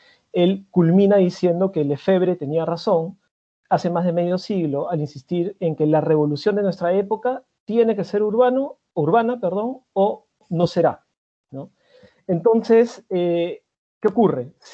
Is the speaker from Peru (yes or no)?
yes; Peru; Yo soy de Perú